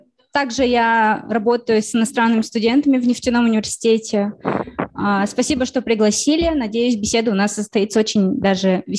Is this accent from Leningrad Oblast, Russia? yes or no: no; Ufa, Bashkortostan, Russia; мой родной город, вот Уфа, да, я считаю его родным городом, малой родиной